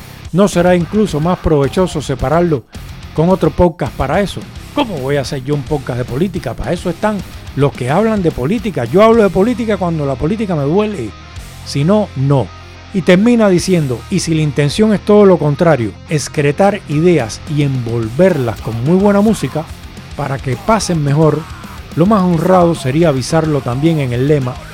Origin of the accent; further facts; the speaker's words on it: Cuba; Y yo soy cubano. En Cuba hay epidemias y hay montones de muertes.